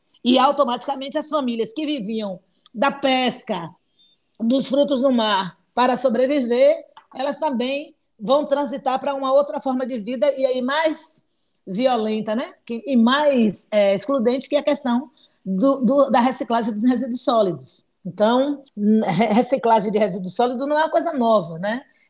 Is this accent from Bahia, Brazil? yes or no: yes; Salvador, Bahia, Brazil; Eu nasci, sou de Salvador, Bahia, sou nativa dessa cidade, como a gente costuma chamar, soteropolitana, e sou soteropolitana da Cidade Baixa, da Península de Itapajipe.